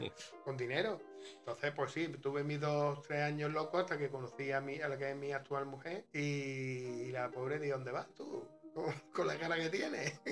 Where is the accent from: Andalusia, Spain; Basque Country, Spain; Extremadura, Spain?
Andalusia, Spain; Antequera; born there; Y yo nací, bueno, nací en Antequera